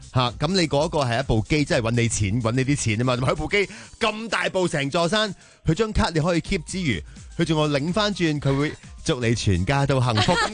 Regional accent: Hong Kong; 即系其实我谂我哋香港人都有一种。情意结嘅

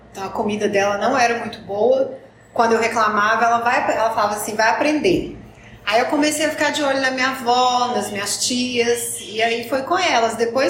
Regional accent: Sete Lagoas, Minas Gerais, Brazil; also born or lived in Passos; Eu sou mineira, nasci em Passos, mas morei a maior parte da minha vida em Sete Lagoas, que é próximo a Belo Horizonte, capital de Minas.

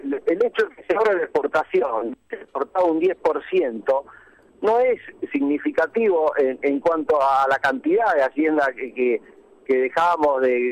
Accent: Tandil, Buenos Aires Province, Argentina; Digamos que nosotros somos oriundos de Tandil, toda uh-huh. la generación que le sigue. Yo soy recién la quinta generación.

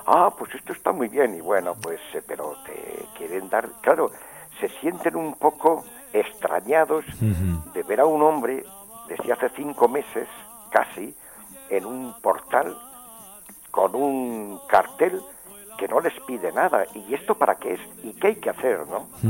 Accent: Aragon, Spain; porque yo soy aquí muy aragonés, llamo mucho a mi tierra

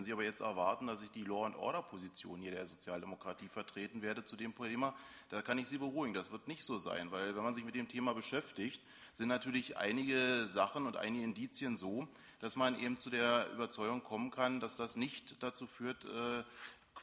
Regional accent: Berlin, Germany; ich komme aus Reinickendorf geografisch

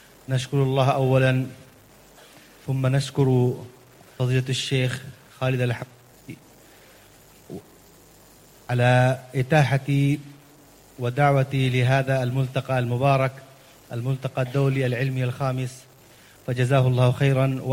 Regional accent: India; وأنا من الهند أيضا نحن في هذه المشكلة

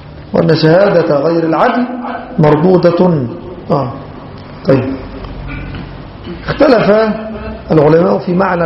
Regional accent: Egypt; ممن كان يعرف بالسنة في بلادنا مصر

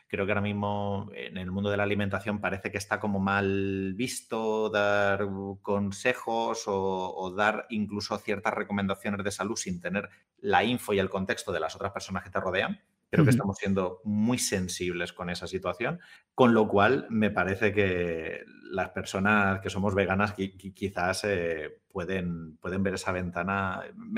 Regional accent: Albacete, Castilla-La Mancha, Spain; soy de Albacete, tampoco he tenido mucha elección durante toda mi infancia y adolescencia

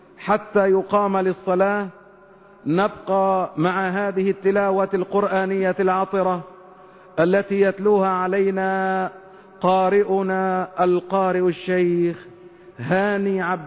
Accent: Egypt; نسأل الله تبارك وتعالى أن يحفظ بلادنا مصر من كل مكروه وسوء.

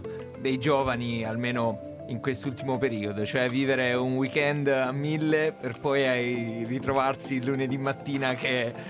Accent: Apulia, Italy; vengo dalla Puglia.

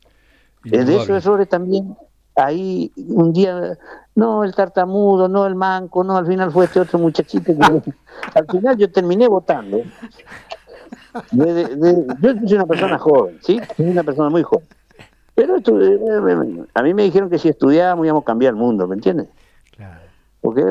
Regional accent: Misiones, Argentina; Yo soy de Misiones

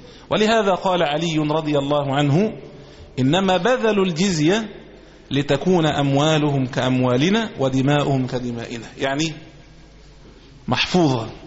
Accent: Egypt; ولذلك إحنا كمصريين نسمى، كمسلمين نسمى مسلمين

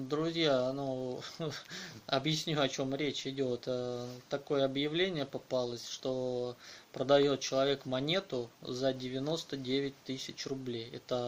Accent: Moscow, Russia; Нет, знаете, дело в том, что я из Москвы.

